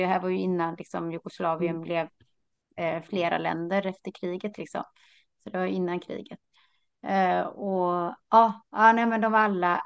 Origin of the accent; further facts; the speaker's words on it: Sweden; Fastän jag är från Sverige så är det min svärfar som kommer från Italien.